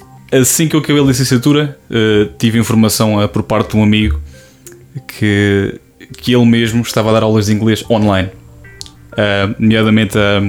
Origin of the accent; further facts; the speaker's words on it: Coimbra, Centro, Portugal; tenho 25 anos, sou de Coimbra, tirei a licenciatura em Línguas Modernas, mais especificamente inglês e espanhol, neste caso pela Faculdade de Letras da Universidade de Coimbra.